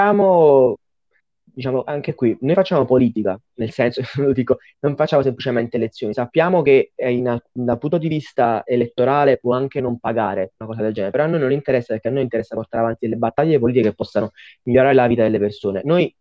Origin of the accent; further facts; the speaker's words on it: Naples, Campania, Italy; Io sono di Napoli